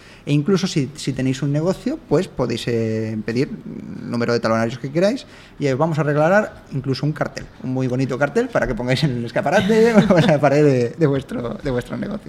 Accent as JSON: {"language": "Spanish", "town": "San Blas", "region": "Community of Madrid", "country": "Spain", "tie": "born or raised there", "said": "Cerquita de donde me he criado, yo soy de San Blas, aunque ya no vivo en San Blas"}